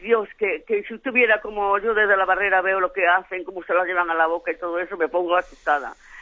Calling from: Alicante, Valencian Community, Spain; de Alicante

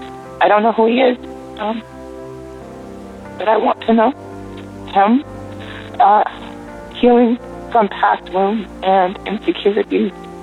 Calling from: Oregon, United States; I'm calling from Oregon.

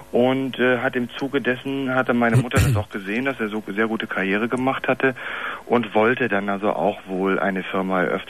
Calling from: Berlin, Germany; Ich komme auch aus Berlin an.

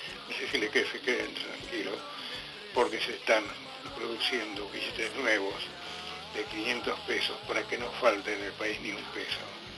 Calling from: Buenos Aires, Argentina; de Caballito.

